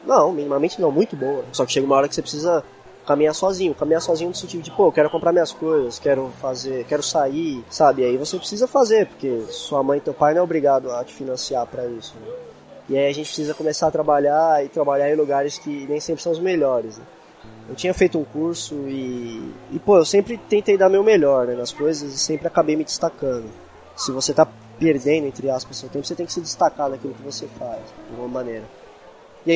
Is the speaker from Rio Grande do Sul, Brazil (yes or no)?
no; São Paulo, Brazil; a gente é da Zona Leste de São Paulo